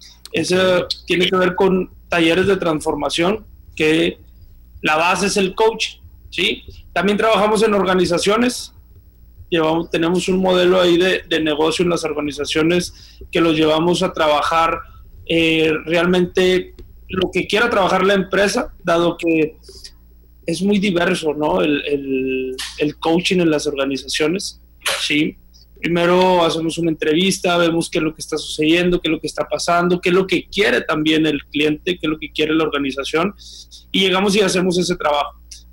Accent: Mexico; Como todo mexicano

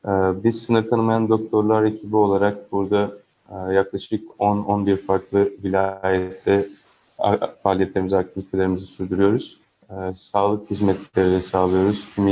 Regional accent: Izmir, İzmir, Turkey; Kendim de İzmirliyim. Yakından takip ediyorum durumu.

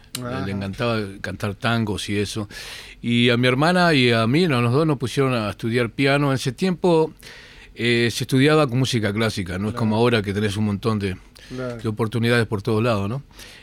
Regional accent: Montevideo, Uruguay; moved away; De Montevideo, sí, nací en Montevideo.

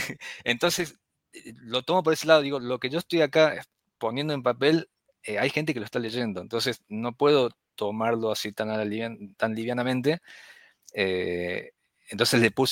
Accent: Córdoba, Argentina; Soy de Córdoba.

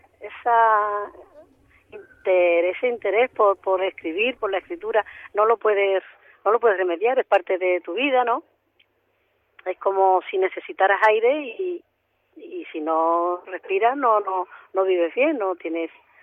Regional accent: Sotiel, Andalusia, Spain; now in Seville, Spain; yo me he venido hoy a pasar el día a mi pueblo, a Sotiel, que vivo en Sevilla.

